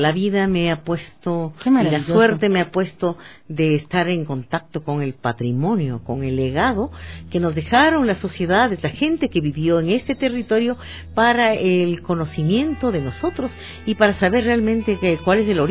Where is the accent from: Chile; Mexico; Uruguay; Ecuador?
Ecuador; para ser lo que somos ecuatorianos.